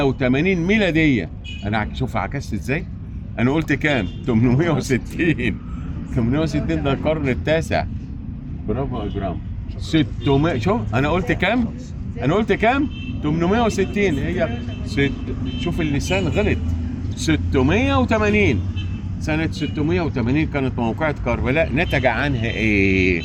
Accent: Egypt; في إمام عندنا في مصر بنفتخر به من الأئمة الأربعة

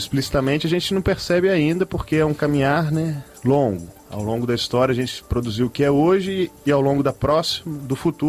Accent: Rio de Janeiro, Brazil; Eu sou carioca, mas...

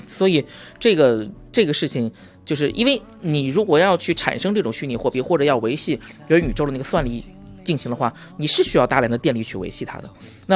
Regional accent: Yichang, Hubei, China; 我们家其实就我老家就是湖北宜昌，就是我们就是宜昌是在有两个大电站就是葛洲坝跟三峡的情况下，也不能保证说时刻都有电

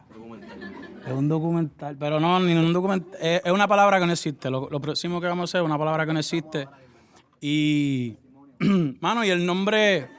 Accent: Puerto Rico; sí, obvio, somos de Puerto Rico

